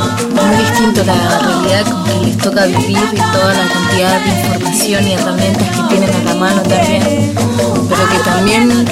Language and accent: Spanish; Bariloche, Río Negro, Argentina; also born or lived in Santa Marta, Colombia; años de mi vida era campo, era selva, pero de muy chica mis papás se viajaron con la familia hacia acá, hacia Bariloche, así que la otra mitad de mi infancia la pasé en Bariloche.